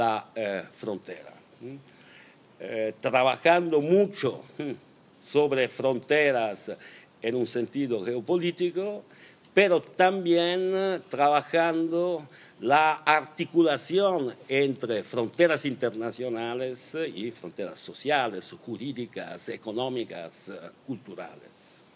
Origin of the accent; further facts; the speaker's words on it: Genoa, Liguria, Italy; Spanish is a second language; Yo crecí, estudié, hice política en Génova en los años 80 y la ciudad, para mí, para nosotras, era una ciudad blanca.